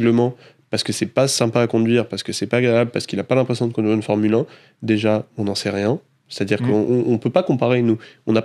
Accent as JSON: {"language": "French", "country": "France", "said": "parce qu'on est français"}